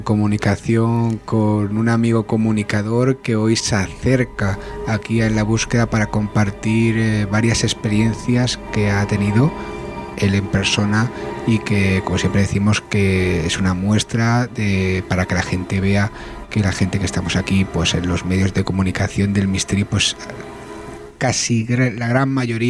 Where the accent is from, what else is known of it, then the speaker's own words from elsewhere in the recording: Catalonia, Spain; yo, que soy muy catalán en ese sentido, en el acento no, pero en el sentido de la pela sí